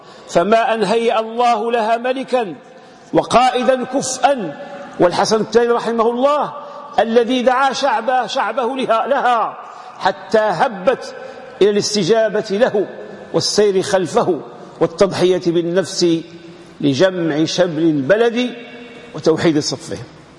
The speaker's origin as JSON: {"language": "Arabic", "country": "Morocco", "said": "هذه العلاقة بين اللي عندنا في المغرب عندها خصوصية"}